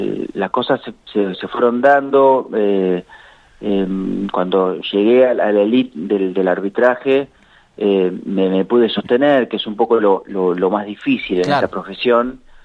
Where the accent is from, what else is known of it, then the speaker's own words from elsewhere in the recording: Argentina; Yo nací en la Villa Santillán, y así que estaba jugando la pelota todo el día en la calle.